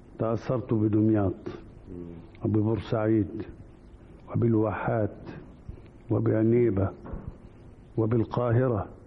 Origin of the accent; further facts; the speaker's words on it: Damietta, Damietta Governorate, Egypt; وأنا ولدت في دمياط ونشأت بها، فدمياط أول أرض مس جلدي ترابها. موقعها غريب، مدينة دمياط، فهي تقع على البحر والنهر والبحيرة، وفي غربها غابة النخيل